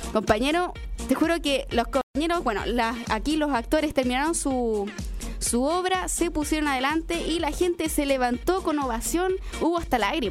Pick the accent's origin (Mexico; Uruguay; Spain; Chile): Chile; los que se mojaron acá somos los chilenos, pues.